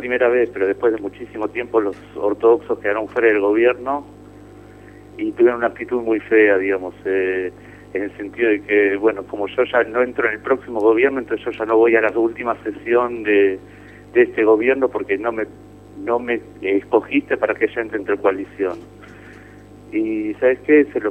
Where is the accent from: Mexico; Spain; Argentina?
Argentina; moved away; Eso es lo que me afecta a mí como argentino que vive en el exterior.